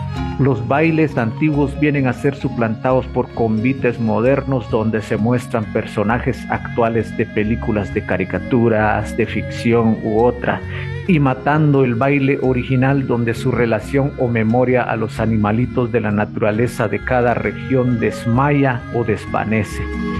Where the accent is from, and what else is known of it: San Miguel Chicaj, Baja Verapaz, Guatemala; born or raised there